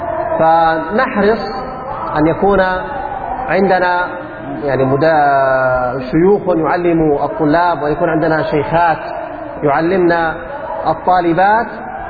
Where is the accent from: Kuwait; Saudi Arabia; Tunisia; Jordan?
Jordan; أما تعليم القرآن الكريم عندنا في الأردن فله شقان